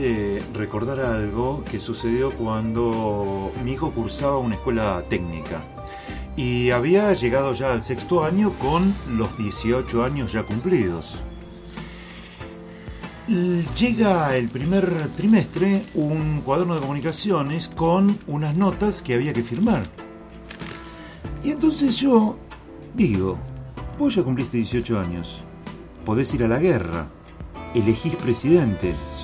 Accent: Caballito, Buenos Aires, Argentina; De acá, de Caballito. Somos todos gente de Caballito. Algunos con más generaciones en Caballito, otros con menos.

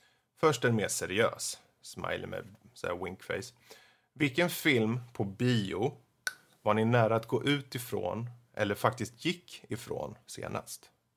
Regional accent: Närke, Sweden; jag är närken, det är träligt men det reder sig

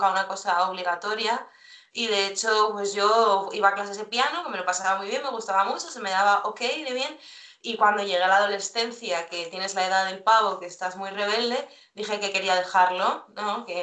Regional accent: El Escorial, Community of Madrid, Spain; de aquí del Escorial, que yo soy de la Sierra de Madrid.

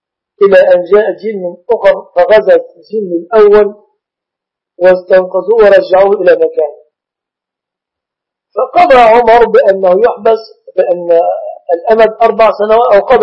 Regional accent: Egypt; ويعيد الدروس للمسلمين في بلادنا مصر وفي غيرها من البلاد المسلمة

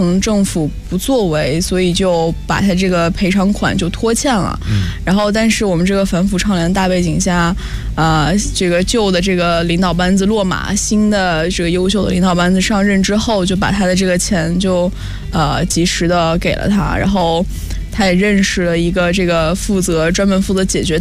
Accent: Shanxi, China; 因为我本身是山西人，祖籍是山西太原

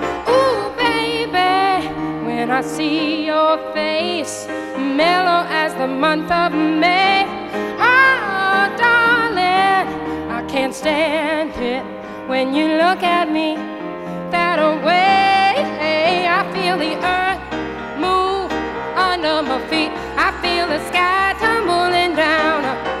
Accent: New York, United States; born there; This is probably a sure way to get applause, but I was born in Brooklyn.

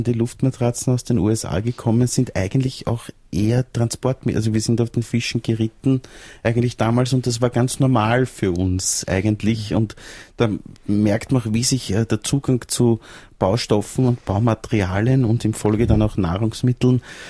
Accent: Salzburg, Austria; ich bin in Salzburg Land aufgewachsen und an einem sehr schönen See, am Irisee.

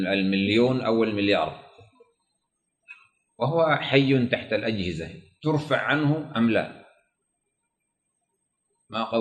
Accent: Sudan; وعندنا في السودان فيه إشكالية

